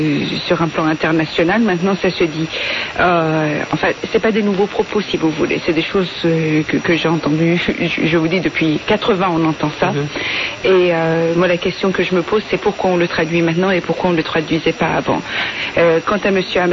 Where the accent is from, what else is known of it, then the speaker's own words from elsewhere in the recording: Iran; moi j'ai grandi en fait en Iran